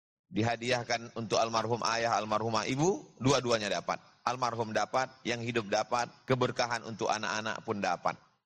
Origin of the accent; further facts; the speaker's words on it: Riau, Indonesia; saya dari Riau, Pulau Sumatera.